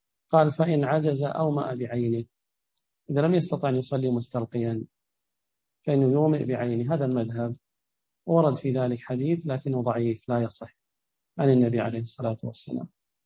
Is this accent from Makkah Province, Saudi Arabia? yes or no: no; Ha'il, Ha'il Province, Saudi Arabia; مثل عندنا بحائل ما تكون رجليه شمال ورأسه باتجاه القبلة